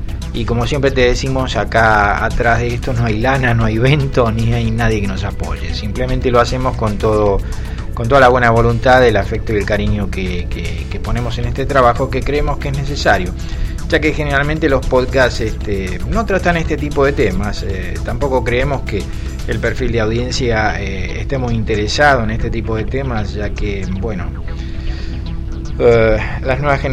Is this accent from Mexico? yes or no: no; Argentina; la experiencia en mi país, Argentina, es que, por ejemplo, las frazadas para los soldados, el alimento para los soldados que estaban peleando en Malvinas, terminaban siendo revendidos.